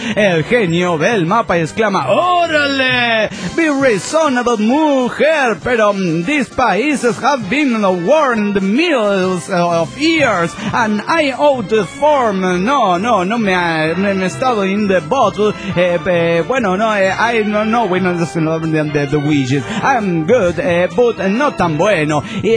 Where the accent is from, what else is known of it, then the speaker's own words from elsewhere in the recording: Ciudad Juárez, Chihuahua, Mexico; de Ciudad Juárez, México.